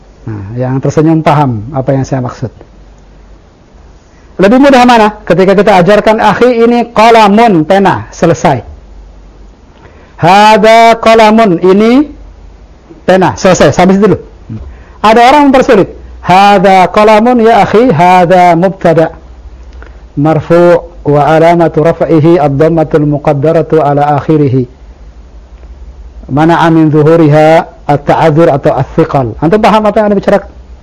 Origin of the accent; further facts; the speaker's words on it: Indonesia; Kalau saya sudah dengar bahasa Indonesia sejak kecil. Bahkan sejak saya dilahirkan dari perut ibu saya, bahasa ibu saya adalah bahasa Indonesia.